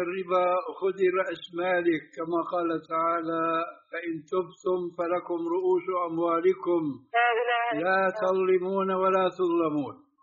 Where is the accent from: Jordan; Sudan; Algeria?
Jordan; هذا يعني المعامله موجوده عندنا في الاردن